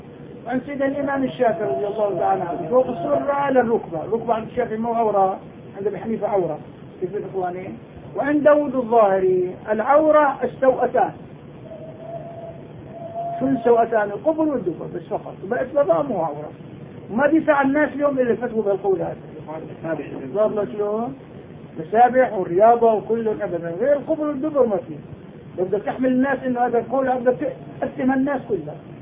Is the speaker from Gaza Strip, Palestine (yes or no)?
no; Nablus, West Bank, Palestine; إن شاء الله أنا نابلسي